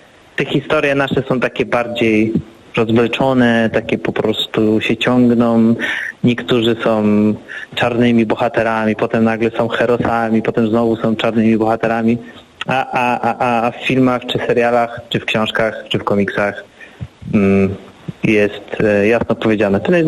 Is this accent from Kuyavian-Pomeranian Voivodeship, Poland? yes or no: yes; Bydgoszcz, Kuyavian-Pomeranian Voivodeship, Poland; moved away as an adult; now in Warsaw, Poland; Ja się urodziłem w Bydgoszczy, uwielbiam Bydgoszcz, ale wyjechałem jak miałem 18 lat i to miasto, które ja pamiętam, ono już nie istnieje.